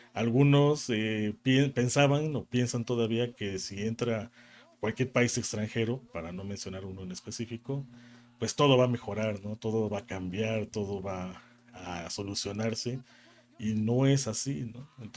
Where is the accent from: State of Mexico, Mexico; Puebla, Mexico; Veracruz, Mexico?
Puebla, Mexico; como saben que soy de Puebla